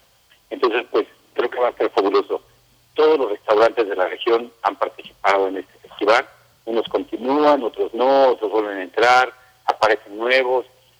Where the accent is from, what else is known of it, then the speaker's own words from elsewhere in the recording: State of Mexico, Mexico; se preguntaban de en qué parte estábamos, que si éramos Puebla, y les decíamos no, somos de México.